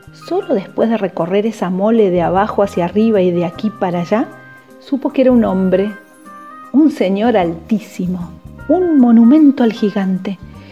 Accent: Villa Carlos Paz, Córdoba, Argentina; de Villa Carlos Paz, Córdoba, docente y narradora oral.

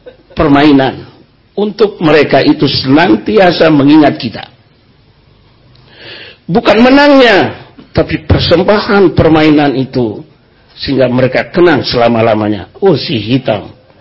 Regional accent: East Nusa Tenggara, Indonesia; Ini saya dari Flores, Cak Nun dari Jombang.

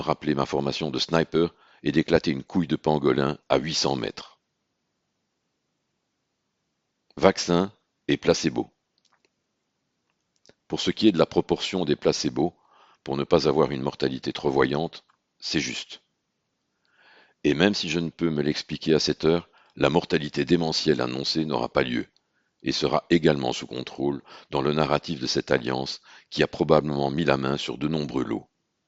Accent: Belgium; Idem chez nous en Belgique

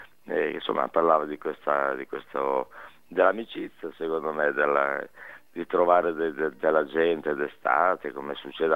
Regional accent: Reggio Emilia, Emilia-Romagna, Italy; born there; now in Milan, Italy; io sono ormai 50 anni che sono a Milano, però ci tengo a dire che sono emiliano, perché sono

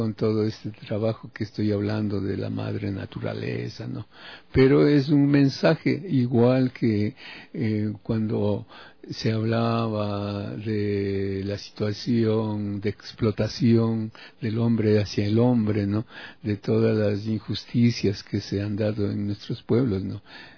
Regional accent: Ibarra, Imbabura, Ecuador; now in Quito, Ecuador; Yo desde hace 24 años que estoy aquí en Quito, ya que alguna vez dije en Ibarra, de donde yo soy, ¿no? Dije, aquí no pasa nada y me voy a Quito.

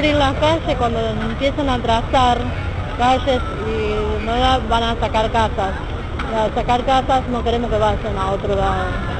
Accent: Buenos Aires, Argentina; soy de la Villa 31 Bis.

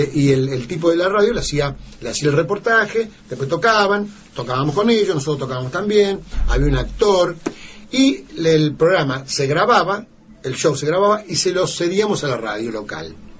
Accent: Cañada, Santa Fe, Argentina; now in Buenos Aires, Argentina; Yo tenía mi grupo de rock en mi pueblo, en Cañada, pero cuando fui a Buenos Aires fui solista

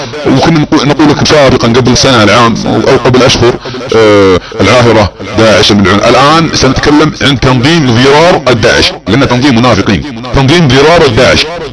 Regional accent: Saudi Arabia; accent: Saudi; على لهجتنا السعودية

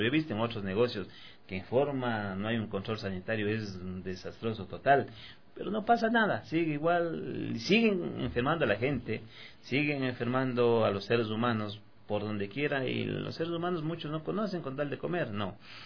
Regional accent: Ecuador; como somos ecuatorianos, también tenemos unos tres platitos de la costa

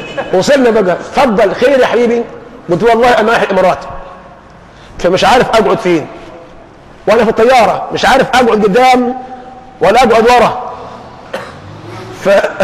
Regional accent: Egypt; أنا مصري خايب، عارف خايب يعني إيه؟ الإنجليزي عندي ضعيف، قراءة مش نطق.

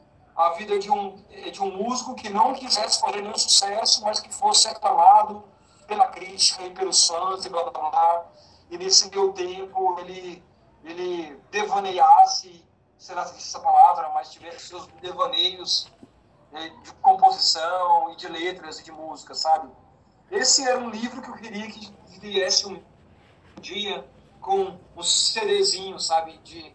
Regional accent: Goiânia, Goiás, Brazil; moved away; Eu sou de Goiânia, né?

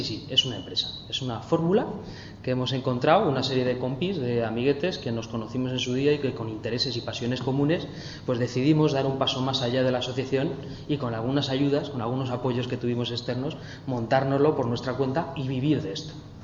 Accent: Madrid, Community of Madrid, Spain; Somos de Aluche y Carabanchel, casi todos los compañeros y compañeras.

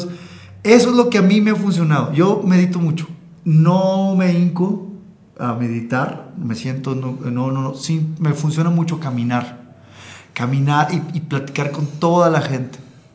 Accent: Sinaloa, Mexico; now in Mexico City, Mexico; Yo nací en Sinaloa y viví toda mi infancia allá.

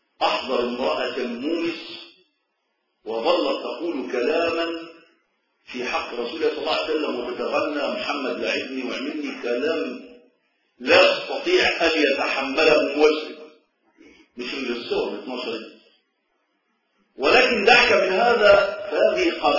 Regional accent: Egypt; وأتكلم عن بلدنا مصر

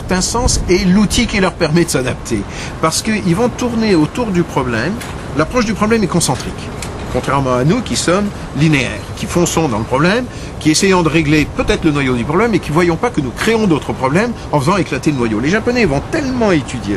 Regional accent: France; Alors peut-être pas de la même façon que chez nous en France où on explose pour un tout et pour un rien

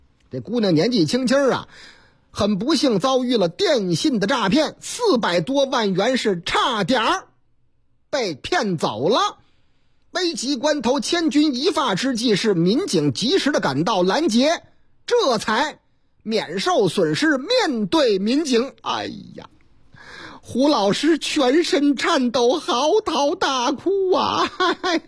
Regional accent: Chongqing, China; 我老家三城重庆渝北区有个菜市场

